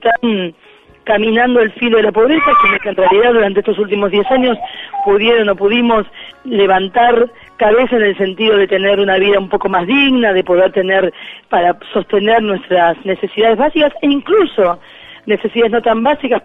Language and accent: Spanish; Argentina; somos el pueblo argentino en su totalidad, sobre todo nuestro pueblo pobre.